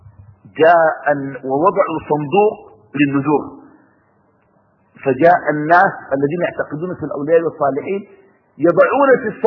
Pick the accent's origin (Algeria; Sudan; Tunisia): Sudan; وعندنا في السودان أسوأ من هذه الممارسة